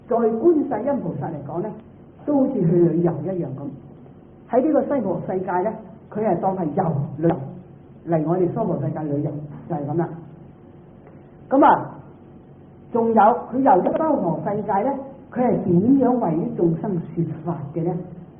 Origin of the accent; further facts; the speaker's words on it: Guangdong, China; 唔係好似我哋廣東人講咧，講大話咧叫做